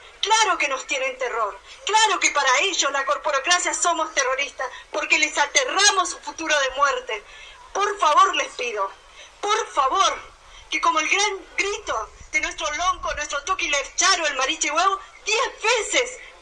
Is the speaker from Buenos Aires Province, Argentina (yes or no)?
no; Chubut, Argentina; Vengo de la provincia de Chubut, de una comunidad mapuche que ha recuperado territorio en el año 99, que está a 100 kilómetros al sur de la ciudad de Esquel